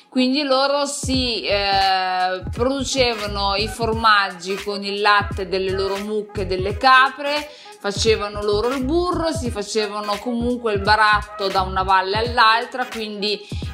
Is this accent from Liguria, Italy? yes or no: no; Piedmont, Italy; io sono nata da generazioni, comunque provengo dal Piemonte, da un piccolo paesino di alta montagna nell'Alto Piemonte, da una famiglia normalissima